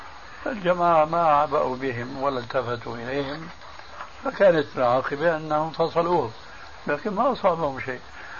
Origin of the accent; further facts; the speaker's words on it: Syria; كما يقولون عندنا في سوريا